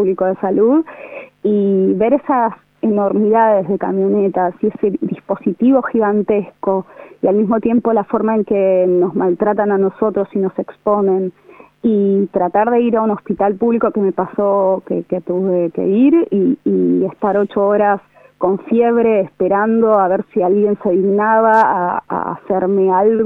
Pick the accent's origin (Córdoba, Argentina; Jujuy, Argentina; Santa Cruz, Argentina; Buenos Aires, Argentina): Buenos Aires, Argentina; yo soy de Capital, pero un porcentaje muy importante es de provincia de Buenos Aires.